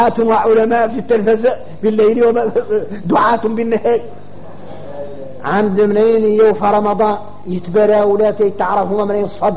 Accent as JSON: {"language": "Arabic", "country": "Mauritania", "said": "نحن موريتاني"}